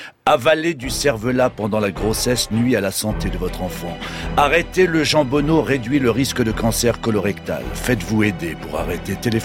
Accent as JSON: {"language": "French", "region": "Normandy", "country": "France", "said": "Et en tant que Normand, je ne pouvais pas me taire."}